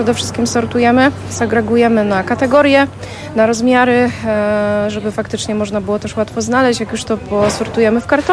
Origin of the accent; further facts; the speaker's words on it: Poznań, Greater Poland Voivodeship, Poland; wychowałam się na Jeżycach. W tej chwili mieszkam 300 metrów od tej kamienicy na Wawrzyniaka